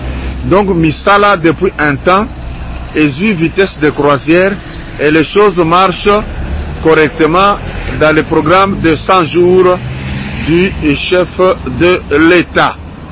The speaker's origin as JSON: {"language": "French", "region": "Kinshasa", "country": "DR Congo", "said": "quel est l'état du confinement chez nous en République démocratique du Congo, spécialement la ville, la commune de la Gombe"}